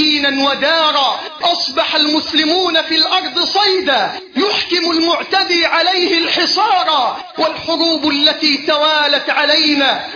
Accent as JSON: {"language": "Arabic", "country": "Egypt", "said": "اللهم احفظ بلدنا مصر من كل سوء وسائر بلاد"}